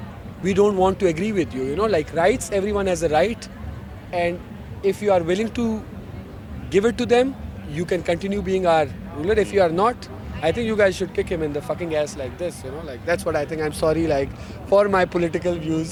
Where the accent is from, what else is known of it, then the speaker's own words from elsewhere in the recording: Pakistan; I'm from Pakistan.